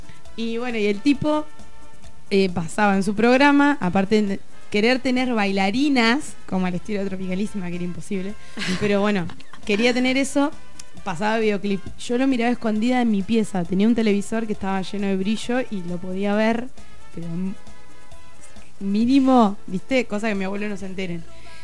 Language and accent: Spanish; Gobernador Costa, Chubut, Argentina; En mi pueblo que se llama Gobernador Costa, en Chubut.